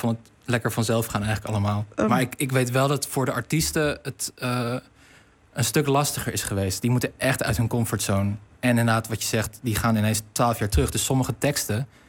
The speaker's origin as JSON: {"language": "Dutch", "town": "Rotterdam", "region": "South Holland", "country": "Netherlands", "said": "Lang geleden. Ik ben Rotterdammer"}